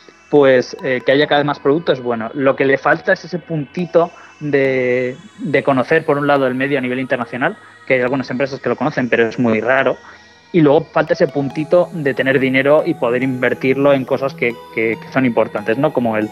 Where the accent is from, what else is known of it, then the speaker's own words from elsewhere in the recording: Spain; sobre todo nosotros que somos españoles